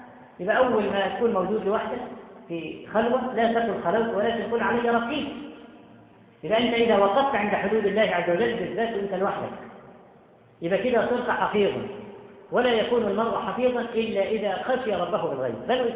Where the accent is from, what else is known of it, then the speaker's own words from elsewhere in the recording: Cairo, Cairo Governorate, Egypt; بقى لها كم سنة عندنا في القاهرة والمدن الكبرى